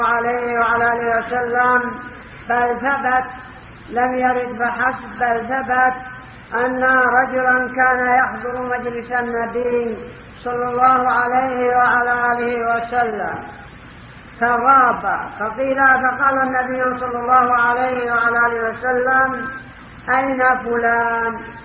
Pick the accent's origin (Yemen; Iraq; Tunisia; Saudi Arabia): Yemen; ربما يشترون من الضيف عندنا في اليمن يكلفهم قدر مليون